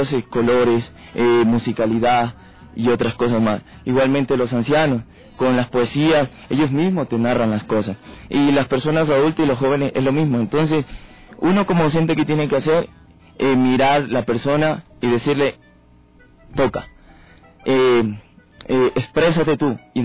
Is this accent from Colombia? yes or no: no; Esmeraldas, Ecuador; soy de Esmeraldas.